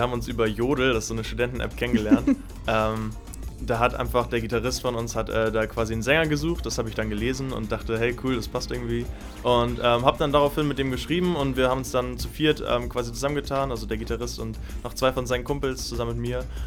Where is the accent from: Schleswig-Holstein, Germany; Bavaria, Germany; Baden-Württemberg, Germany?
Schleswig-Holstein, Germany; Kiel; Wir kommen aus Kiel, wir haben unsere erste Single released.